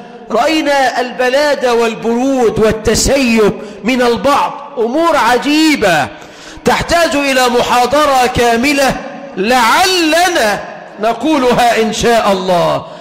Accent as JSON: {"language": "Arabic", "country": "Egypt", "said": "اللهم اجعل بلدنا مصر أمنا أمانا، رخاء سخاء"}